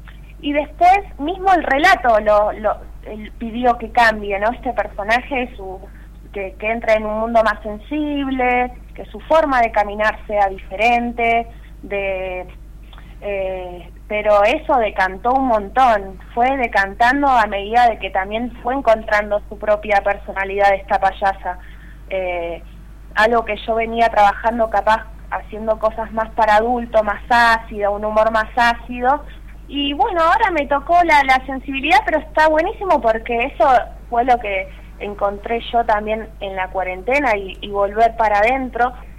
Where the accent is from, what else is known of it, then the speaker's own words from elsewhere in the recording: Temperley, Buenos Aires Province, Argentina; born there; De zona sur de Buenos Aires, nací en Temperley. Fui bastante viajera también